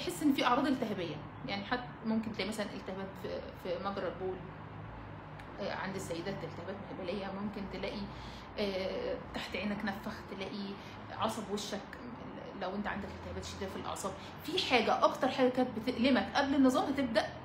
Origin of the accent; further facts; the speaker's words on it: Alexandria, Alexandria Governorate, Egypt; اشتغلت في يعني في جيم هنا والله براند عندنا في اسكندرية